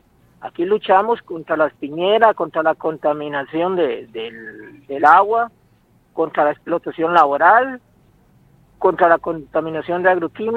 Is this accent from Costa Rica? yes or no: yes; Guácimo, Limón, Costa Rica; soy de Guasim y ahorita estamos organizando un grupo de vivienda en el distrito de Río Jiménez.